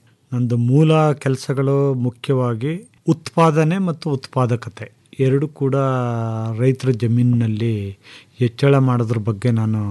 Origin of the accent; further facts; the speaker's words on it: Karnataka, India; ನಮಸ್ಕಾರ, ನಾನು ಮೂಲತಃ ಮಂಡ್ಯ ಜಿಲ್ಲೆಯನ್ನು, ಜೊತೆಗೆ ಕೃಷಿ ಪದವೀಧರ.